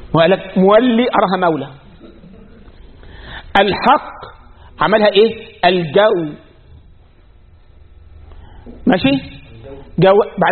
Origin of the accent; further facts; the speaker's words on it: Egypt; عندنا في مصر يقول ايه؟ يا بخت من زار وخفف،